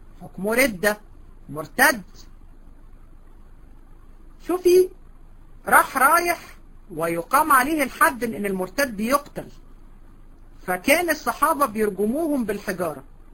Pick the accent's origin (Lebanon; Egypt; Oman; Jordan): Egypt; حتى عندنا في مصر بيقولوا سنه